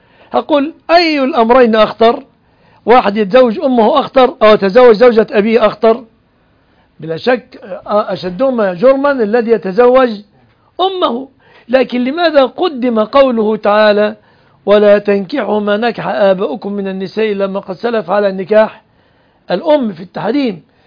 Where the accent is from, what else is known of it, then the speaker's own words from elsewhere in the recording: Egypt; المذيع لنشرة الأخبار مثلا عندنا في مصر كل كلامه باللغة العربية